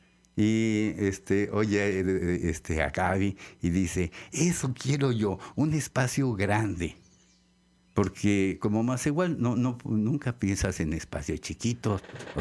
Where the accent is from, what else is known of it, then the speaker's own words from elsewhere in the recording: Xalapa, Veracruz, Mexico; ahora, recién vuelvo a mi terruño, a Jalapa. Aquí nací. Aquí nací, aquí crecí, aquí me hice biólogo, y aquí me deshice y me hice artista.